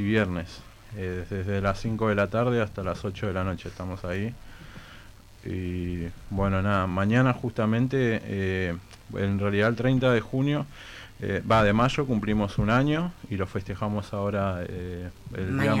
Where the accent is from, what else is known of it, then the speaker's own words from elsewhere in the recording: Buenos Aires, Argentina; Yo me crié acá en La Boca